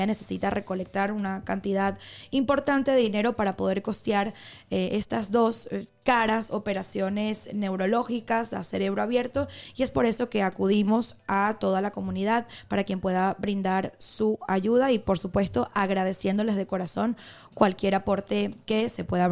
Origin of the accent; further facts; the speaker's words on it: Venezuela; now in Spain; Tendría que ver si se celebra también aquí en España, en mi país, Venezuela.